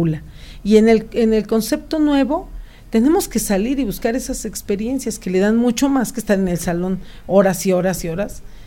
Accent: Amecameca, State of Mexico, Mexico; Yo soy originaria de Amecameca.

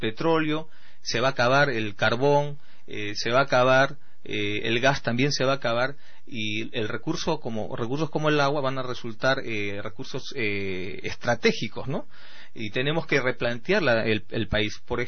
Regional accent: Lima, Peru; Porque yo soy limeño.

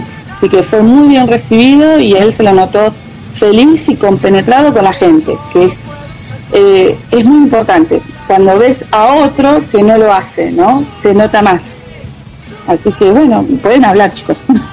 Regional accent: Cipolletti, Río Negro, Argentina; ¿vos sos de acá, de Cipolletti? Le digo, sí, le digo, yo soy de acá.

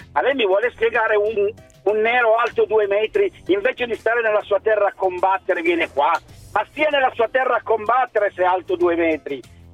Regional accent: Turin, Piedmont, Italy; Qui in Torino, io sono di Torino, la città è un disastro

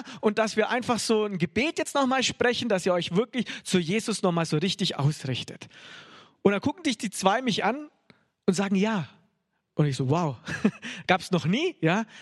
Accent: Bavaria, Germany; born there; ich bin ja in Bayern geboren, komme so richtig aus dem Katholischen

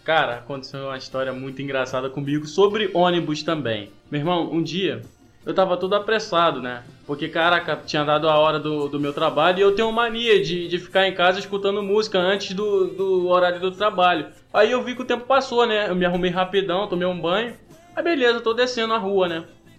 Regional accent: Rio de Janeiro, Brazil; Eu, mano, sou carioca

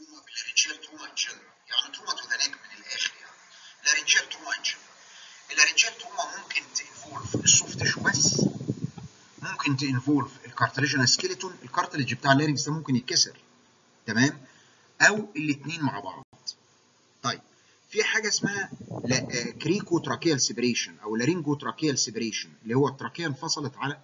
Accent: Egypt; وممكن كمان عندنا في مصر الفلاحين مكن الري

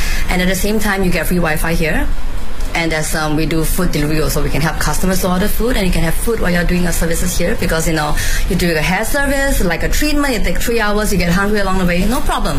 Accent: Singapore; I'm from Singapore. I'm a mother of two. I have two young boys, age 4 and 7. So I'm half based in Singapore and half in Beijing.

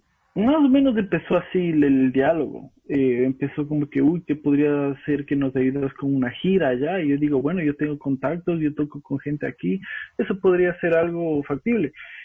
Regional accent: Quito, Pichincha, Ecuador; una banda de reggae de donde soy yo, de Quito

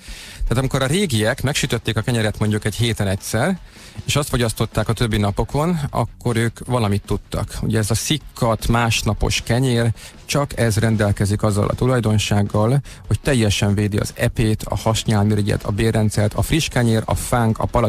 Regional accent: Budapest, Hungary; én a Havanna lakótelepen nőttem föl, ott töltöttem az életem első 20 esztendejét, úgyhogy elég sokan vagyunk így lőrinciek

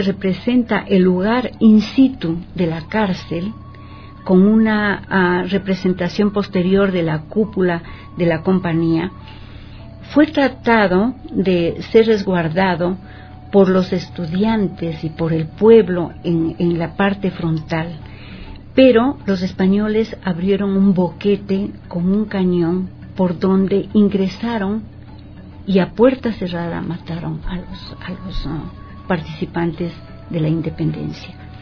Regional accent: Quito, Pichincha, Ecuador; Si nosotros sacamos números representativos de los habitantes que somos de Quito

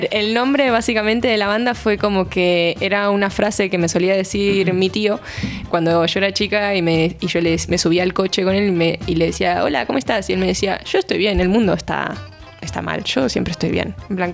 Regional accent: Buenos Aires, Argentina; No, yo soy de Buenos Aires.

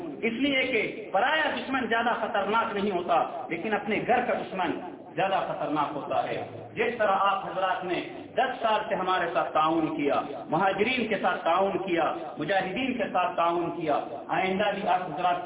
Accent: Pakistan; میں پاکستان سے تعلق رکھتا ہوں

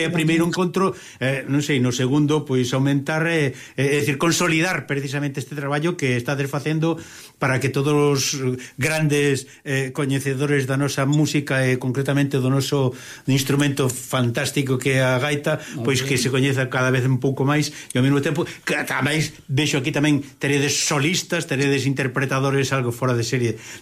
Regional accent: Galicia, Spain; Eu, de verdade, que me fago contente precisamente non como galego solo, sino tamén como instrumentista aficionado, non?

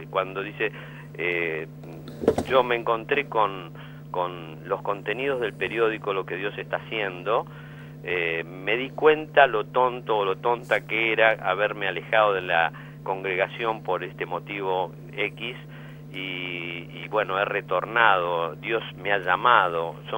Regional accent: Argentina; nosotros como argentinos a veces tenemos una actitud un tanto discriminatoria, me parece.

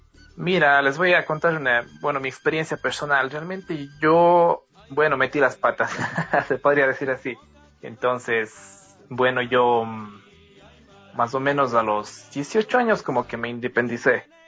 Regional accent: Cuenca, Azuay, Ecuador; accent: cantadito; Perdona mi acento, yo como soy cuencano, entonces hablo medio cantadito.

